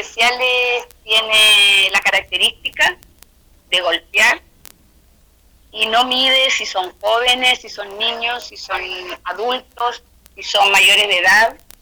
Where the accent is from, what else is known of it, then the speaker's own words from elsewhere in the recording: Santiago, Santiago Metropolitan Region, Chile; No, nosotros somos de Santiago, ya.